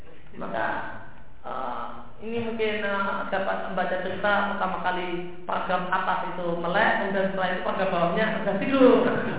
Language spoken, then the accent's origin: Indonesian; Lampung, Indonesia; tempat saya dulu waktu kecil di Lampung